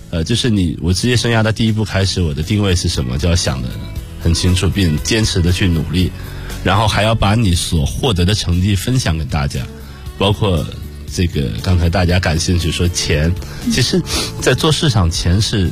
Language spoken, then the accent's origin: Chinese; Shandong, China; 就是因为我是一个山东人。